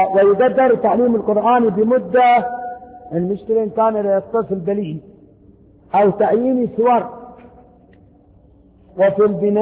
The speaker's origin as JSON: {"language": "Arabic", "country": "Yemen", "said": "قال انت منين قلت له من اليمن"}